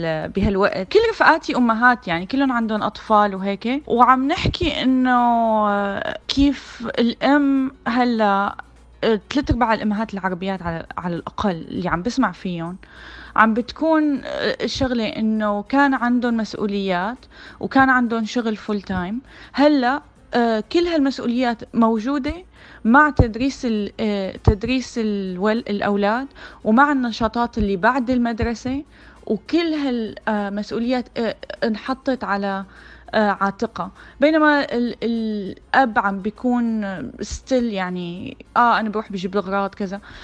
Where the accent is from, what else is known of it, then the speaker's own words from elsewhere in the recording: Syria; moved away as an adult; now in United States; أنا أصلاً سورية يعني، ودرست فنون جميلة بالشام، بعدين جيت لهون على أمريكا ودرست رسوم متحركة